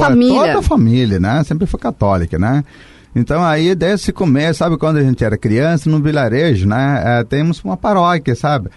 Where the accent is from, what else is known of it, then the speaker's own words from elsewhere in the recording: India; now in Brazil; Lá na Índia ainda, sabe? Isso na época quando tinha 15 anos. Então isso foi em 1989